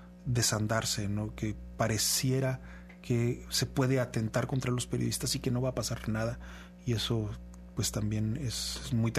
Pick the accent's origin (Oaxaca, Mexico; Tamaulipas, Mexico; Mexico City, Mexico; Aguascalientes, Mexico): Aguascalientes, Mexico; De donde vengo yo, el estado de Aguascalientes